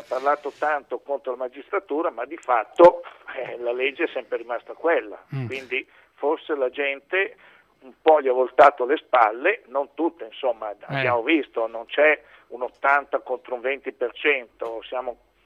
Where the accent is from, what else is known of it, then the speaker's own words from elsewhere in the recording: Busto Arsizio, Lombardy, Italy; D'altro canto sono di Busto Arsizio